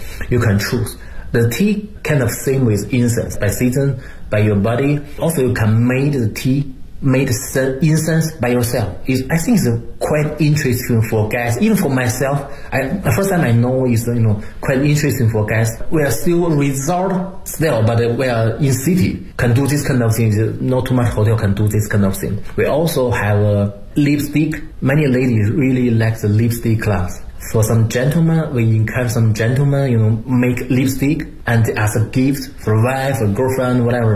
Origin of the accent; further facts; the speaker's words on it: Beijing, China; English is a second language; And for me, I'm from Beijing, I know Beijing a lot.